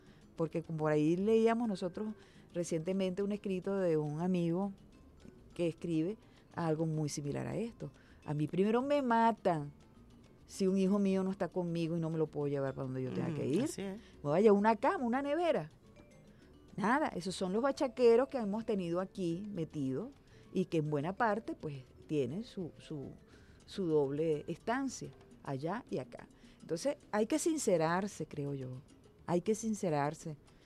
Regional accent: Venezuela; soy hija de una colombiana … Y yo viví en las dos posibilidades, pocas veces en Colombia, porque nosotros toda la vida vivimos, yo nací aquí en Venezuela, yo soy más de madre colombiana

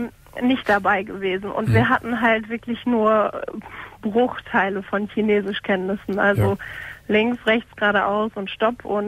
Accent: Lippstadt, North Rhine-Westphalia, Germany; now in Cologne, Germany; Aber gebürtig komme ich aus Lippstadt

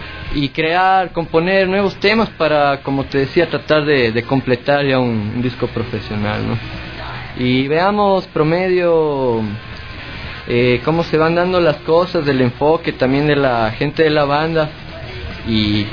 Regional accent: Cuenca, Azuay, Ecuador; Pero no, cuencano de cepa y a mucha honra.

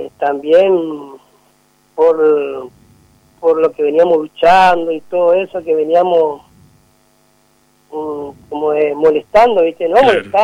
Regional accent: Argentina; Por eso nosotros, como compañeros, trabajadores, como argentinos

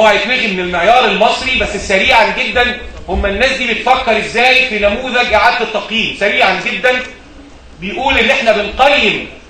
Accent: Egypt; بس عندنا في مصر قيود وهنا مفيش اي قيود على الموضوع ده

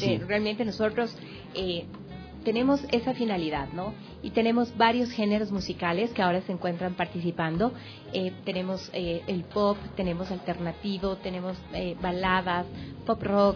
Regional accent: Ecuador; sepamos que todos somos ecuatorianos.

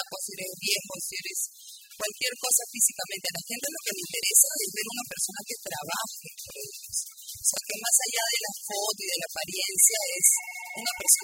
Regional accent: La Perla, Callao, Peru; Yo soy de La Perla desde los 6 años. Yo he nacido en el Callao. Yo nací en la clínica Santa Cecilia.

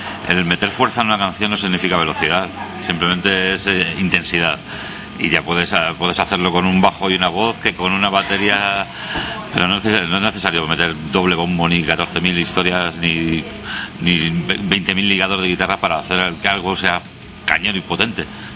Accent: Móstoles, Community of Madrid, Spain; yo crecí en Móstoles en los 80.

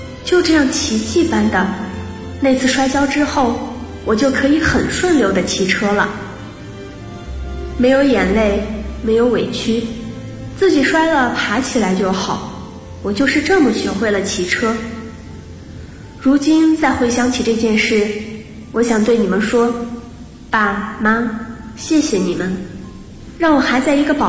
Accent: Changsha, Hunan, China; 来自湖南长沙，距离我的家乡848公里。

